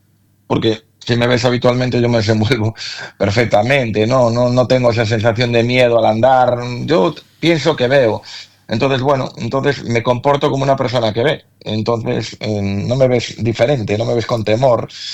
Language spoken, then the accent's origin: Spanish; A Coruña, Galicia, Spain; Igual en Madrid también, si nosotros somos de Coruña, es difícil que metamos gente en una sala